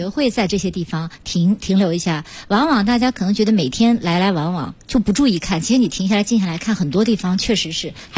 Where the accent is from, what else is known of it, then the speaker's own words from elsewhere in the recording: Nanchang, Jiangxi, China; 我家乡这个南昌的地铁